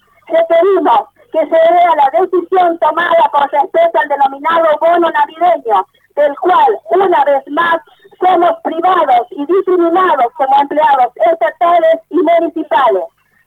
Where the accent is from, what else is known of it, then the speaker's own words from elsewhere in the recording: La Rioja, Argentina; Todos somos riojanos, todos tenemos las mismas necesidades.